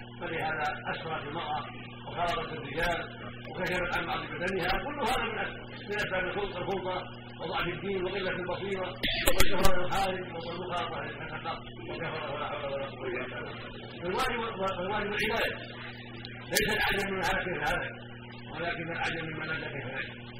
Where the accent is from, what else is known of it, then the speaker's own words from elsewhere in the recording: Oman; وجاءت كفار الى بلادنا عمان